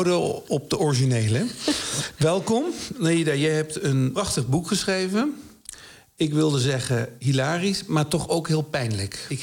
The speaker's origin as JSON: {"language": "Dutch", "town": "Nijmegen", "region": "Gelderland", "country": "Netherlands", "said": "Ja, ik kom uit Nijmegen, precies."}